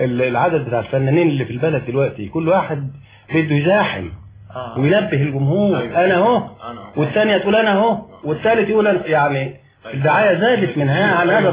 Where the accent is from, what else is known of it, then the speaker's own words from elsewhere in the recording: Mansoura, Dakahlia, Egypt; عندنا في المنصوره